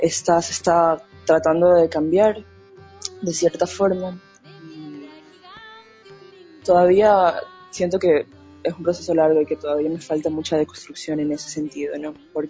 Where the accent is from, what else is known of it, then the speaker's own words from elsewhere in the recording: Esmeraldas, Ecuador; Yo soy de Esmeraldas, soy de la ciudad de Esmeraldas, nací en un... O sea, prácticamente me crié en Esmeraldas, en la ciudad de Esmeraldas, pero soy en realidad de Limones, es un pueblo... esmeraldeños, que está a la frontera de Colombia, se podría decir.